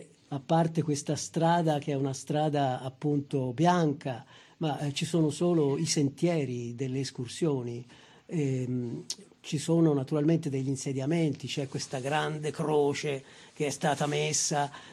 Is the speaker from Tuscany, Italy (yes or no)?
yes; Loro Ciuffenna, Tuscany, Italy; certamente anche il mio paese, Loro Ciuffenna e tanti luoghi del Prato Magno